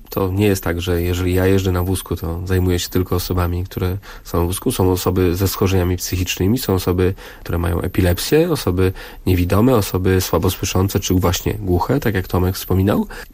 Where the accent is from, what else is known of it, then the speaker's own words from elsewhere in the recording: Ciechanów, Masovian Voivodeship, Poland; Sam jestem z Ciechanowa, z miasta, w którym się urodziłem, skończyłem szkołę